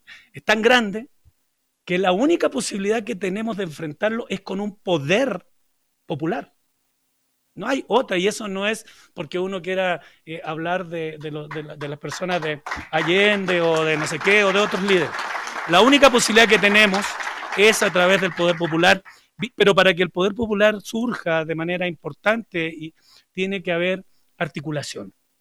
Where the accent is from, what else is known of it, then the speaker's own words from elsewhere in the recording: Chile; Bueno, yo vengo de Chile, y Chile está muy mal.